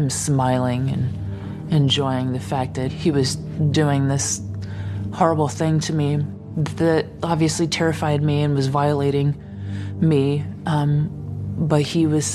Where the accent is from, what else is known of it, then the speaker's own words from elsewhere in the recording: Texas, United States; He asked me where I was from. I told him I was from Texas